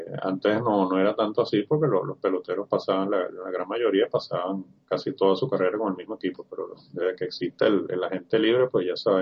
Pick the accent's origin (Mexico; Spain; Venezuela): Venezuela; uno que siempre uno tiene como venezolano en la punta de la lengua